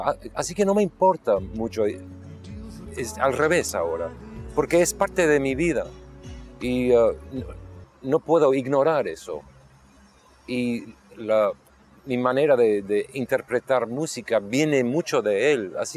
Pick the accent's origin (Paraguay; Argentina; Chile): Argentina; born there; yo no vengo de una parte particular, yo no creo, soy más internacional porque nací en Argentina, inglés, un poco inglés, americano, así que yo no vengo de un lugar particular.